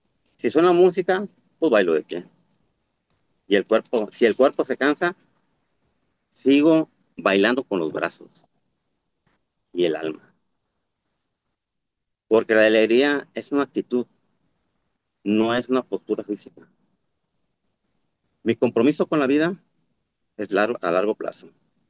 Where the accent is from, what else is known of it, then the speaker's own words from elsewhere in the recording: Tepic, Nayarit, Mexico; Soy orgullosamente de Tepic, Nayarit